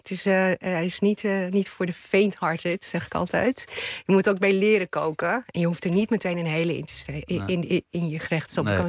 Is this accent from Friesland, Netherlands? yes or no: yes; Leeuwarden, Friesland, Netherlands; Ja, ik ben geboren en getogen in Leeuwarden.